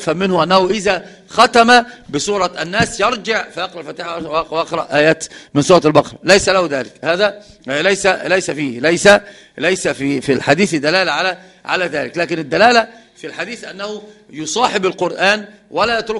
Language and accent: Arabic; Egypt; وهذا القراء عندنا في مصر كثير ما يفعلون ذلك